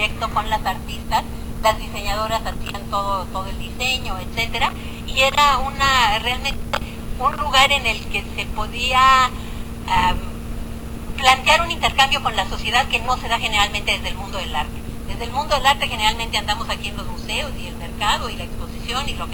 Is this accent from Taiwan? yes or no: no; Mexico City, Mexico; Yo que soy niña popis del Pedregal